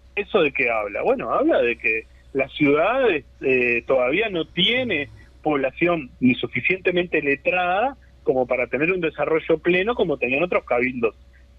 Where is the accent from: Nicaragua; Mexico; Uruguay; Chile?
Uruguay; Montevideo; somos montevideanos o somos uruguayos, y por eso polemizamos sobre Montevideo